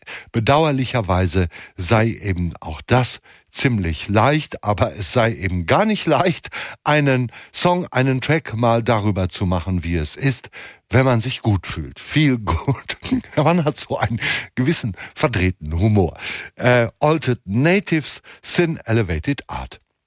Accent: Hamm, North Rhine-Westphalia, Germany; verkaufte irgendwelche Schriften, die in meiner Heimatstadt Hamm aber nicht so sonderlich zahlreich verkauft werden konnten

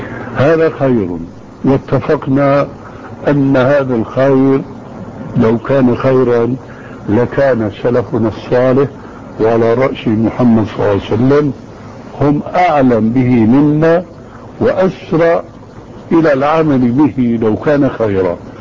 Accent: Syria; اسمح لي نص الكلام يقولون عندنا في الشام معنى جواب.

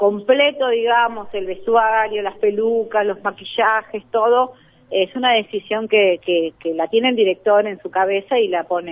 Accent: Argentina; la situación que vivimos como argentinos nos supera

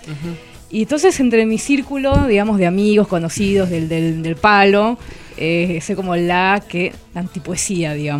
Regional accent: Santa Cruz de la Sierra, Santa Cruz, Bolivia; now in Argentina; Yo soy nacida y criada en Santa Cruz de la Sierra Bolivia, que es una zona del Amazonas, muy muy parecida, o sea, en todo lo que es el clima y la fauna, y la flora, digamos, a Paraguay y la parte de Misiones, a toda la parte, digamos, guaraní.

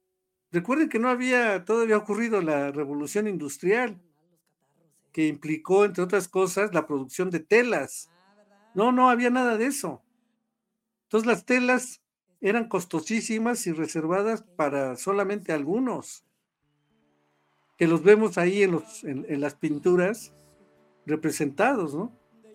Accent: Mexico; nos permite explicar por qué somos los mexicanos como somos, ¿no?

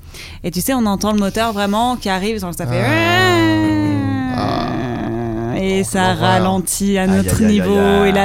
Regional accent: Marseille, Provence-Alpes-Côte d'Azur, France; Attends, laisse-moi réfléchir parce que comme j'ai grandi à Marseille, oui, probablement.

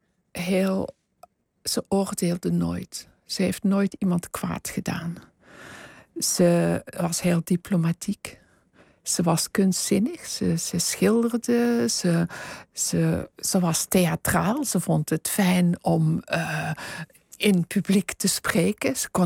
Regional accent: Flanders, Belgium; accent: Flemish; now in Netherlands; Oh, maar dat begint bij mij zodra ik de grens oversteek.

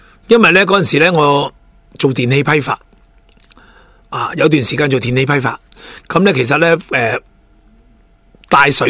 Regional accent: Hong Kong; 跟住你就睇到咧好多我哋香港人咧报效祖国

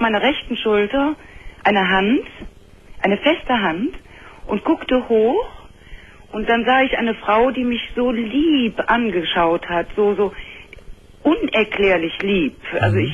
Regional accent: Cologne, North Rhine-Westphalia, Germany; Und wir sind Kölner

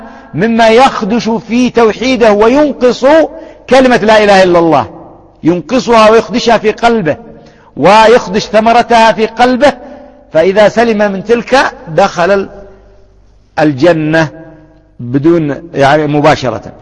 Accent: Yemen; أضرب لكم مثال، عندنا في اليمن يعني مثال تقريبي

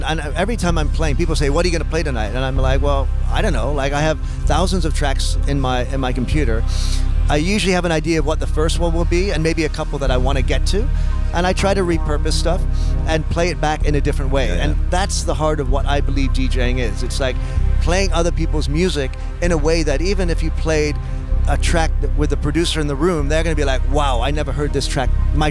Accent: Detroit, Michigan, United States; You know, I grew up in the Detroit area, so I'm a Midwest kid

